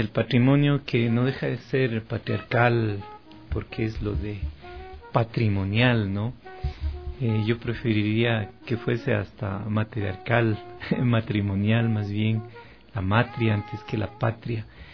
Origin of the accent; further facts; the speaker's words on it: Ecuador; somos andinos, pero andinos ecuatoriales, pocos, lo que ahora llamamos el Ecuador.